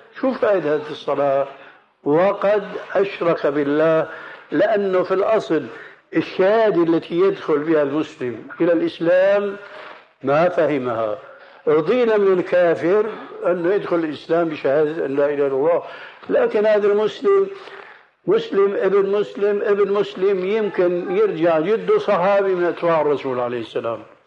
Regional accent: Levant, Syria; ونحن عندنا في الشام

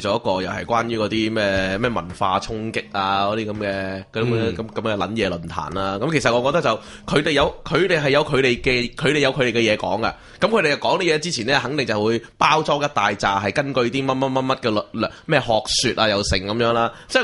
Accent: Hong Kong, China; 喂，而家我哋中国人要求咩啫？

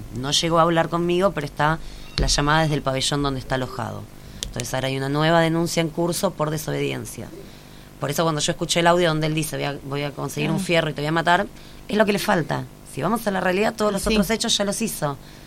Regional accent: Buenos Aires, Argentina; Bueno, yo soy de Capital Federal.

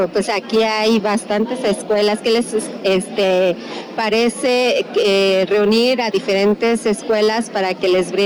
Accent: Amecameca, State of Mexico, Mexico; nosotros somos de Ameca Meca

